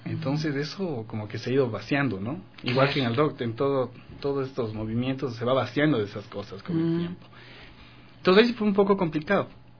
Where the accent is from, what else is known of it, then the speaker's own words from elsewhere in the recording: Quito, Pichincha, Ecuador; also born or lived in Otavalo; Yo nací en Otavalo, pero solo nací y vine a vivir acá en Quito. Entonces conozco más de Quito que de Otavalo.